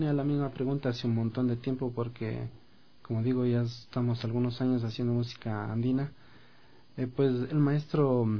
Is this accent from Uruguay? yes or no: no; Ecuador; así como nosotros también tenemos esta raíz ancestral, que somos ecuatorianos primeramente